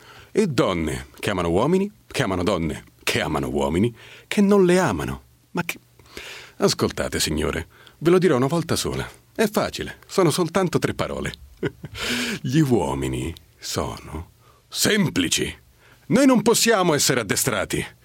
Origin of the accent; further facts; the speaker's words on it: Fabbrica di Roma, Lazio, Italy; E vengo da Fabbrica di Roma, in provincia di Viterbo